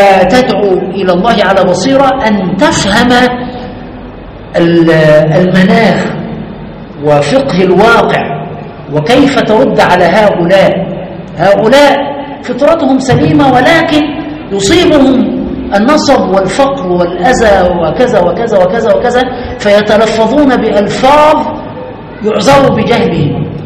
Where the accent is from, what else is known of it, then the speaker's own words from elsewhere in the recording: Egypt; الثانوية العامة في ثالثة ثانوي يعني عندنا في مصر